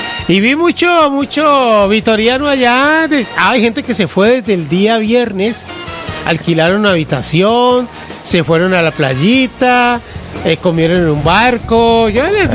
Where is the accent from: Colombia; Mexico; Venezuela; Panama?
Colombia; Cali, Valle del Cauca; Como hacemos los que somos de Cali.